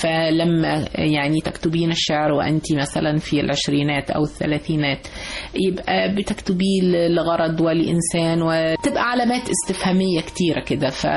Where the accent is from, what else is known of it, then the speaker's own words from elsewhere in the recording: Egypt; أنا ست مصرية بسيطة زي كل الستات المصريات، وبفخر أني كده، ولن أكون غير كده.